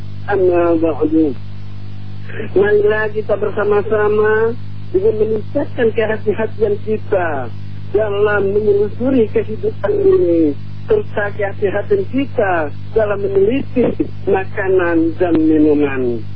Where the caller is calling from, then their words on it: South Sumatra, Indonesia; Saya dari Sumatera Selatan